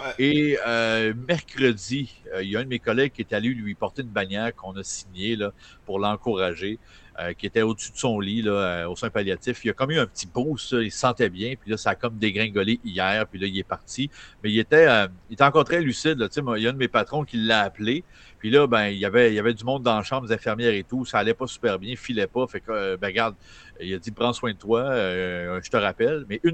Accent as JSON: {"language": "French", "town": "Chicoutimi", "region": "Quebec", "country": "Canada", "tie": "born or raised there", "said": "Ma mère est de Saint-Félicien, mon père de Robertval. J'ai grandi à Chicoutimi, mais toute ma famille, mes cousins, cousines, tout était à Robertval, Saint-Félicien, concentré là."}